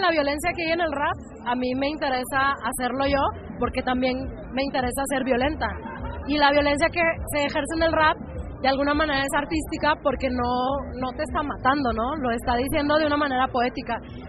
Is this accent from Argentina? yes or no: no; Monterrey, Nuevo León, Mexico; porque yo soy de Monterrey, entonces allá se usa mucho